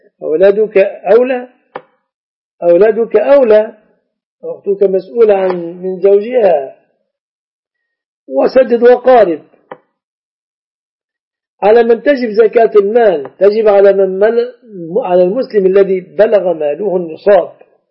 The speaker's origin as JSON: {"language": "Arabic", "country": "Egypt", "said": "وأنت مذهبت بمذهبك الحنبلي وجئت إلى بلادنا مصر، لما تلزمني بمذهبك الحنبلي؟"}